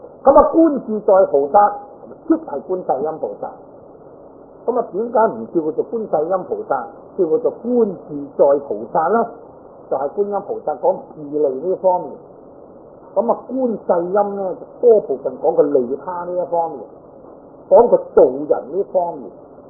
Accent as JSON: {"language": "Cantonese", "country": "China", "said": "在我哋中國人嚟講咧，應該都好聞名"}